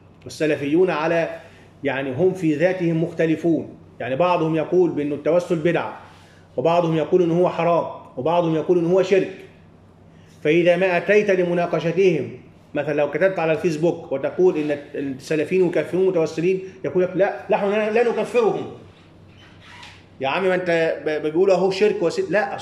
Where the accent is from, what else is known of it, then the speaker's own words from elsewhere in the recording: Upper Egypt, Egypt; يعني هيا نذهب ونحن من الصعيد وما إلى ذلك والسفر طويل